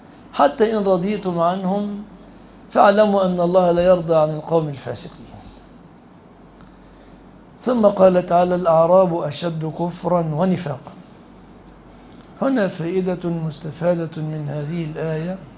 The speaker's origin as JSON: {"language": "Arabic", "country": "Egypt", "said": "في بلادنا مصر"}